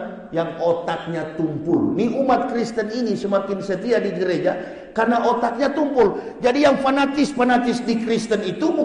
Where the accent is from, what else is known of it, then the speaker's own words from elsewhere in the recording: Manado, North Sulawesi, Indonesia; dulunya kampung halaman saya, provinsi saya, Sulawesi Utara, Manado.